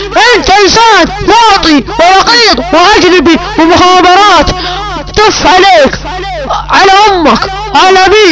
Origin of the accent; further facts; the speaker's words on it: Saudi Arabia; لان الدواعش اجانب مو سعوديين وانا سعودي